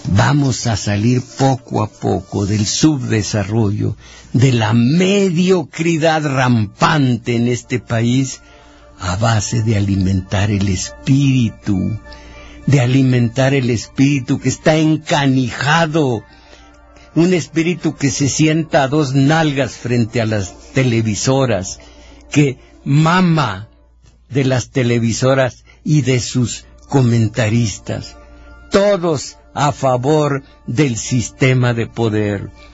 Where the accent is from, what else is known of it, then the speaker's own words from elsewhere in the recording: Mexico; Yo no estoy orgulloso de ser mexicano.